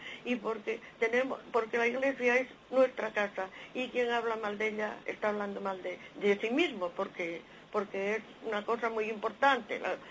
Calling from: Asturias, Spain; de Asturias.

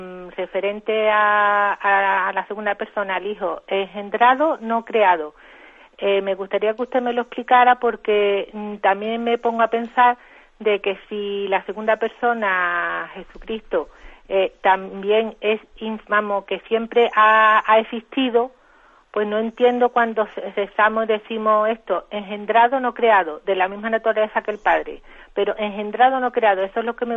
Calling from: Jerez de la Frontera, Andalusia, Spain; de Jerez.

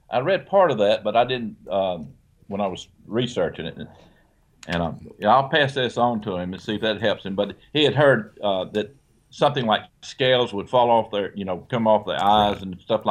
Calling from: Albany, Georgia, United States; I'm from Albany, Georgia.

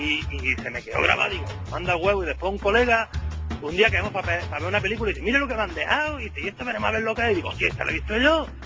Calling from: Mijas, Andalusia, Spain; Te llamo desde Mija.

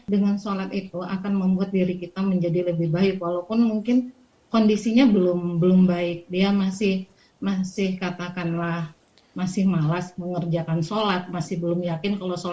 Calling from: Purwokerto, Central Java, Indonesia; Dari Purwokerto, Ustaz.

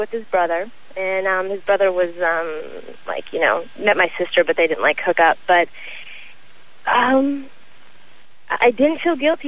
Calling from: Seattle, Washington, United States; I know, yeah, and actually, I'm calling from Seattle.

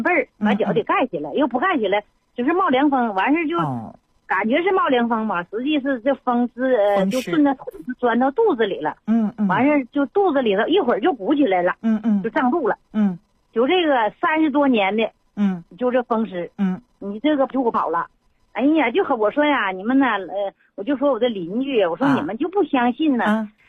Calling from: Shenyang, Liaoning, China; 我是沈阳的朋友。

